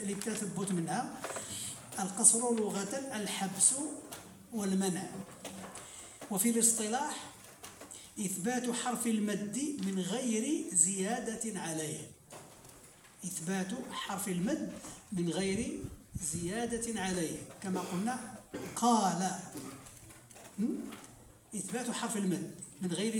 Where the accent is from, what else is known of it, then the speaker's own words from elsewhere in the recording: Morocco; وقلنا بأن عندنا في المغرب يعني يزيدون سببا آخر وهو الشد